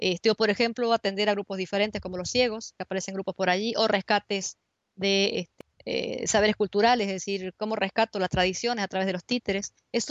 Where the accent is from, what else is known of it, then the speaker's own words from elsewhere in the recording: Argentina; en distintos países ha sido trabajado, sobre todo en Argentina, de donde yo vengo